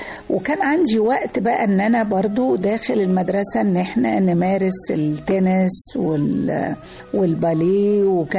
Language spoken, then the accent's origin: Arabic; Monufia Governorate, Egypt; إحنا من المنوفية، من كفر المصر.